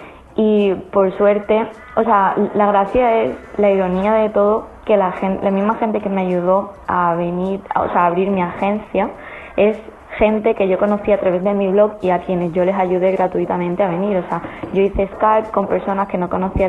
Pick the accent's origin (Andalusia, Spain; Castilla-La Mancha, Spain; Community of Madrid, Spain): Andalusia, Spain; Málaga; moved away as an adult; now in Brisbane, Australia; tengo 21 añitos y me vine a Australia hace 3. Llegué con 18 años recién cumplido. Soy de Málaga y me vine a vivir a la ciudad de Brisbane con mi pareja.